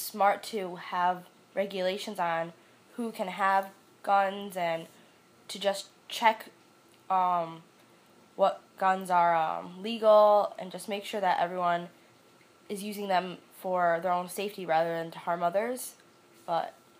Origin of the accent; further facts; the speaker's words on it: West Hartford, Connecticut, United States; I'm 20 years old, and I'm currently a student at the University of Connecticut studying special education, and I'm from West Hartford.